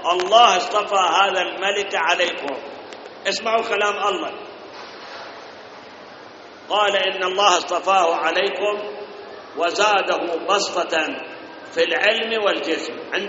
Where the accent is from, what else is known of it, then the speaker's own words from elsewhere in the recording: Iraq; إحنا واجبنا كعراقيين وكمسلمين